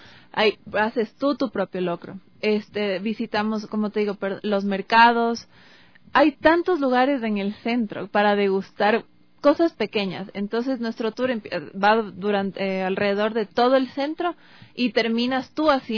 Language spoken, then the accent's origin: Spanish; Ecuador; primero de sentirnos nosotros como ecuatorianos completamente orgullosos de nuestra gastronomía.